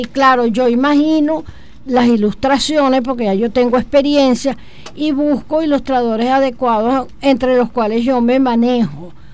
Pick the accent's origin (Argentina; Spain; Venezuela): Venezuela; Los Teques, Miranda; yo soy de los Altos Mirandinos, concretamente Tequeña. Y algo que marcó mi vida fueron dos cosas. Los trenes y la neblina. Yo iba al colegio en medio de la neblina